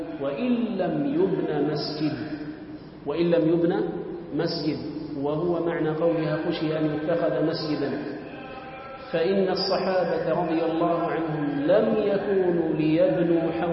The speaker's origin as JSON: {"language": "Arabic", "town": "Gaza", "region": "Gaza Strip", "country": "Palestine", "said": "عندنا في غزة، في الأحياء القديمة لغزة، في المساجد الشيخ خالد، الشيخ زكريا، السيد هاشم، مساجد الشجاعية القريبة منا"}